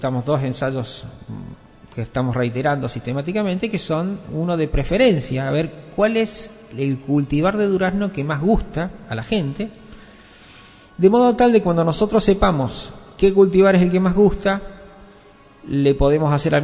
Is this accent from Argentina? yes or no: yes; Córdoba, Argentina; yo soy cordobés. No se nota en la tonada porque yo la he perdido de tantos años. Junto con el pelo perdí la tonada.